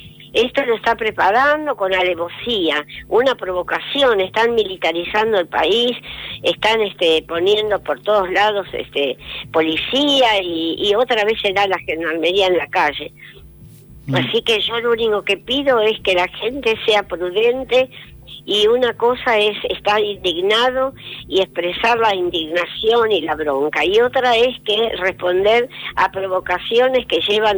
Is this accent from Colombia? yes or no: no; Argentina; siento vergüenza como argentina